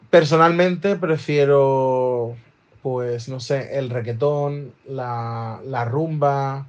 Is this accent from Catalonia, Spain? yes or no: no; Murcia, Region of Murcia, Spain; soy de Murcia.